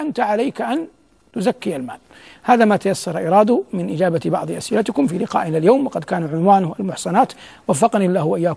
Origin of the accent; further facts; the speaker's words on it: Saudi Arabia; وفي بلادنا المملكة العربية السعودية، لأن السائل منها، تعلمون أن القضاء ولله الحمد قضاء شرعي مبارك